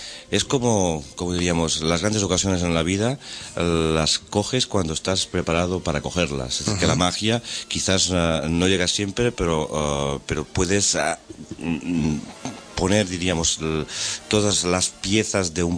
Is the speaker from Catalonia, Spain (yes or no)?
yes; Catalonia, Spain; yo soy el único catalán, el único extranjero.